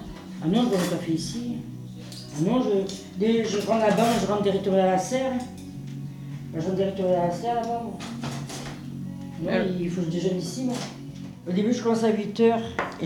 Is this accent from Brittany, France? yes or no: yes; Saint-Brieuc, Brittany, France; born there; Oui, je suis né en France, Saint-Brieuc. Et plus loin, Saint-Brieuc, Lyon.